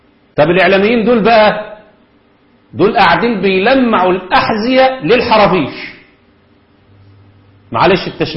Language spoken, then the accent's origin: Arabic; Egypt; عندنا في مصر، وطبعا أنا عارف إن في الجزائر أعداد شبههم كده كتير